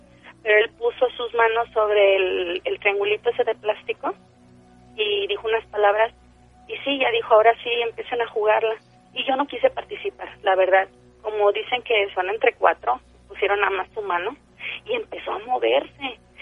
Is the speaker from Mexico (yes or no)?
yes; Tampico, Tamaulipas, Mexico; de Tampico.